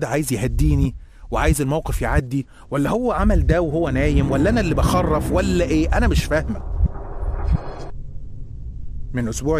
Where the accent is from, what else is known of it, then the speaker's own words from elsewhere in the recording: Egypt; moved away; زي ما أنت عايز تقول، نادي بيا زي ما أنت عايز تقول. أنا مصري بس عايش برا مصر بقالي فترة.